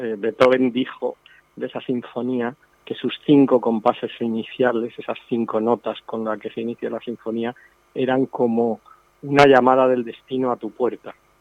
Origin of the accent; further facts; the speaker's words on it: Elche, Valencian Community, Spain; y porque además pues soy de Elche y soy aficionado a la orquesta